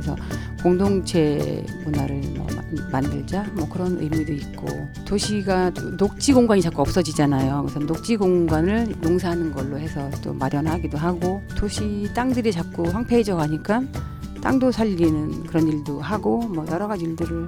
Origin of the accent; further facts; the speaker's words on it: Anseong, Gyeonggi Province, South Korea; now in Gwangmyeong, South Korea; 저는 안성에서 살았어요, 원래.